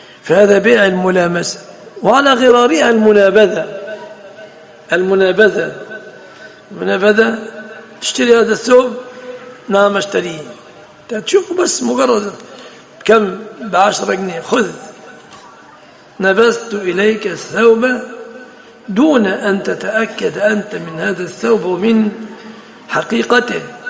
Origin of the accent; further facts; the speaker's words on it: Egypt; يتفصل جيب عندنا في مصر يفصلوا المتبرجات جيب